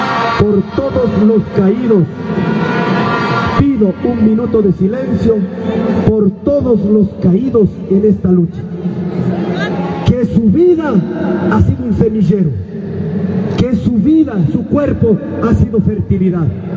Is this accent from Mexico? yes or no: no; Cotopaxi, Ecuador; los que somos de Cotopaxi, perdón, los que somos